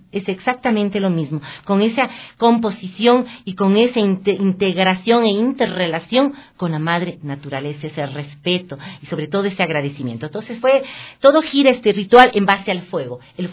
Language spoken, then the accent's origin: Spanish; Ecuador; a defender lo que como ecuatorianos somos